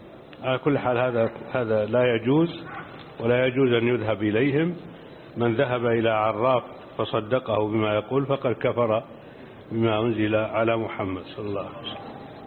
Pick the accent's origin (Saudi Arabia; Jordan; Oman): Jordan; وعندنا في الأردن إذا أضاع أحدنا شيئا أو سرق منه